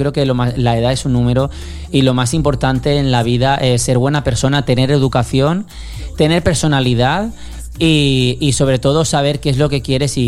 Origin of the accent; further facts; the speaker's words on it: Spain; a ver, yo soy español, me gusta mucho el cante latino